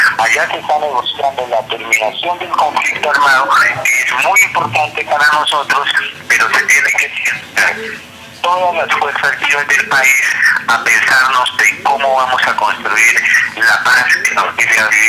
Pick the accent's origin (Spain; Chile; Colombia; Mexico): Colombia; los derechos que nos asiste como colombianos y colombianas nos permita vivir en condiciones dignas.